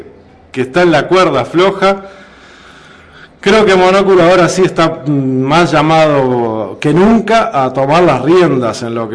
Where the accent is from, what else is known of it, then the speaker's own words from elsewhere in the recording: Uruguay; a mí como uruguayo no me interesa ser el presidente de América